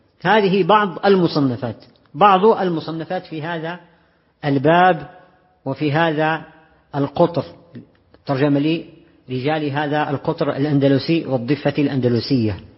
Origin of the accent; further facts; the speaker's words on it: Morocco; وفيما يخص المغرب معاش الإخوة بلدنا المغرب